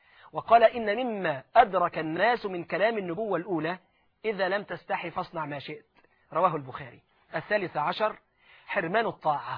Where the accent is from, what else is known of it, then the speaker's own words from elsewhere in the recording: Egypt; وده اللي غرس الانجليز عندنا في مصر قبل ما يمشوا